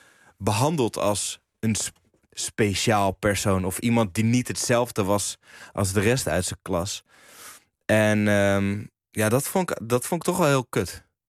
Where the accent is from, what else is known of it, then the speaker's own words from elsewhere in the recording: Huizen, North Holland, Netherlands; also born or lived in Blaricum; Maar dat denken mensen wel altijd als ik zeg dat ik uit Blaricum kom. Dus ik zeg ook altijd dat ik uit Huizen kom. Ik ben wel in Huizen geboren.